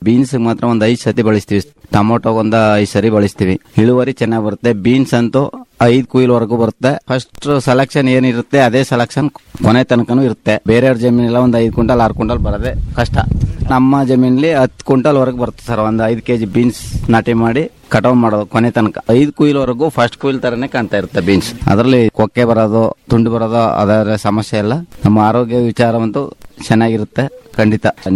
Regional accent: Devarahalli, Karnataka, India; ನಮ್ಮೂರು ದೇವರಳ್ಳಿ, ಗುಂಡ್ಲಪೇಟೆ ತಾಲೂಕು, ಚಾಮರಾಜನಗರ ಜಿಲ್ಲೆ.

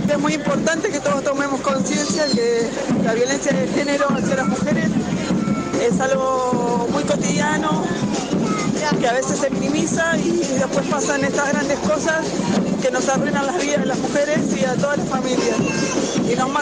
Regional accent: Moreno, Buenos Aires Province, Argentina; vengo del partido de Moreno.

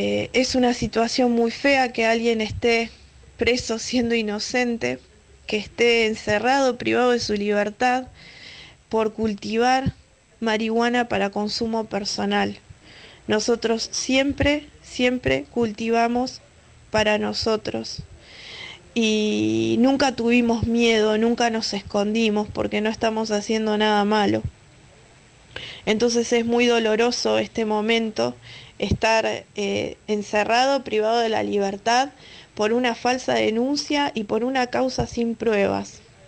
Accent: Mar de Ajó, Buenos Aires Province, Argentina; born there; Yo soy nacida en Mar de Ajó

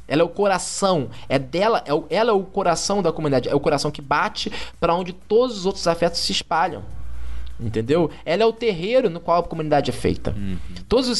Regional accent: Rio de Janeiro, Brazil; born there; Eu sou nascido em Padre Miguel, sabe? Aqui você tem duas escolas de samba.

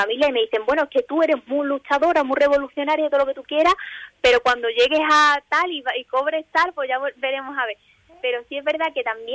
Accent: Western Sahara; aunque tenga 90 años y no haya vuelto al Sahara, seguiré siendo, diciendo que soy saharaui mil por mil

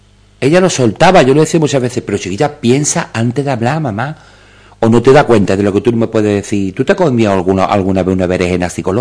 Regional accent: Jerez de la Frontera, Andalusia, Spain; Yo soy de Jerez, como te acabo de decir.

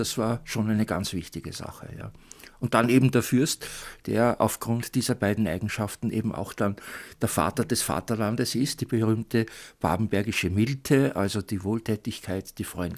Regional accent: Lower Austria, Austria; als Niederösterreicher, dessen Mutter Leopoldine heißt und dessen Großvater Leopold heißt

